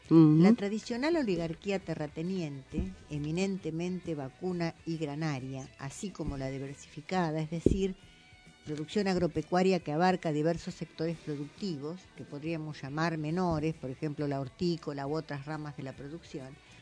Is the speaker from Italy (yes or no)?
no; Argentina; nosotros como argentinos contamos con la pampa húmeda